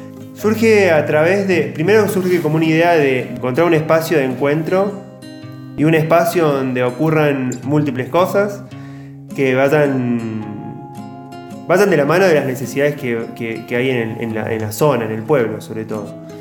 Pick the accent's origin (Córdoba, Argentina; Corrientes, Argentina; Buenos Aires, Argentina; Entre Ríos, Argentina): Córdoba, Argentina; Charbonnier; soy de Charbonnier.